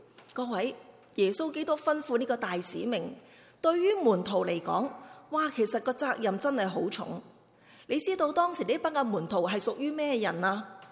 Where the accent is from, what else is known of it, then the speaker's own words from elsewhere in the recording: China; 我们中国人呢，个字真的写得好